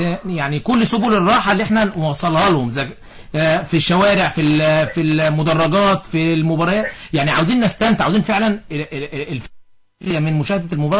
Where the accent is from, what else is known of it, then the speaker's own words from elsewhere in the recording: Egypt; هم مصريين واحنا مصريين.